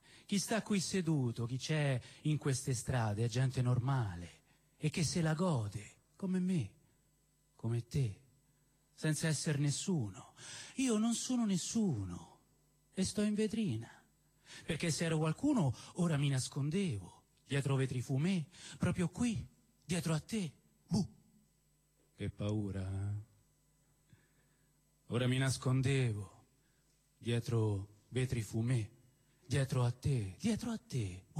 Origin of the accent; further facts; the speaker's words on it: Rome, Lazio, Italy; born there; io sono nato a San Lorenzo